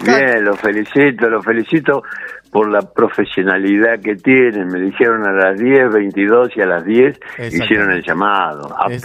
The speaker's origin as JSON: {"language": "Spanish", "country": "Argentina", "said": "Como buen argentino, llegué, sí."}